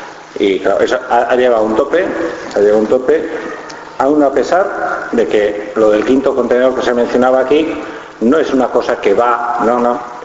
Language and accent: Spanish; Usurbil, Basque Country, Spain; yo soy de Usurbil